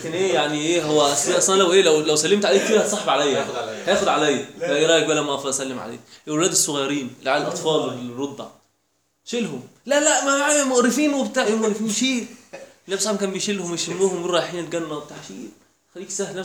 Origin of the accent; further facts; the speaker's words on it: Egypt; احنا كمصريين الدنيا عندنا ابسط من كده